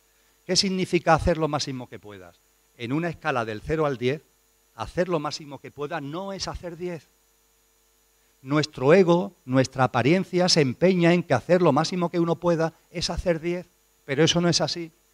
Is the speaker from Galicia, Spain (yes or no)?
no; Andalusia, Spain; Soy andaluz y me va el calor, me va el sol.